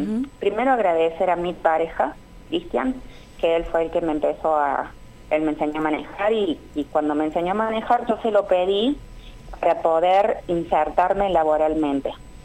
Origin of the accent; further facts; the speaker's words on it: Córdoba, Argentina; La verdad que yo soy de Córdoba